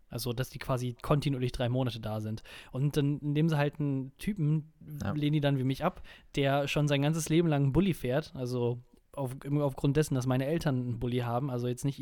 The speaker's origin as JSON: {"language": "German", "town": "Münster", "region": "North Rhine-Westphalia", "country": "Germany", "tie": "born or raised there", "said": "Also der Stadt, in Anführungsstrichen, wo ich aufgewachsen bin, wo ich herkomme."}